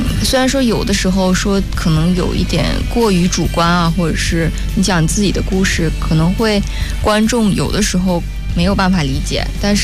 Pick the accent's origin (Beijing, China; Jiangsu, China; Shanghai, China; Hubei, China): Beijing, China; 包括也回到北京，因为我家也是北京的，然后回到父母身边